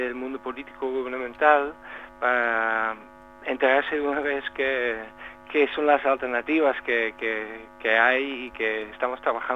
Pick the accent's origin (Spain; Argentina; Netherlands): Netherlands; Spanish is a second language; soy holandés y en los últimos años hemos estado viviendo en Ámsterdam